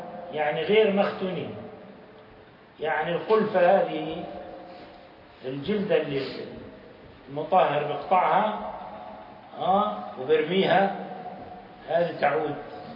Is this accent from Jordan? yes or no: yes; Jordan; أنا وياه من الأردن فقط